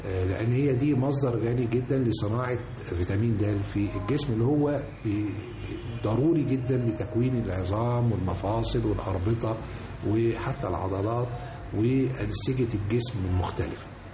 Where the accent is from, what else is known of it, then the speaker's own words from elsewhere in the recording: Egypt; برغم الشمس الساطعة اللي عندنا في مصر دي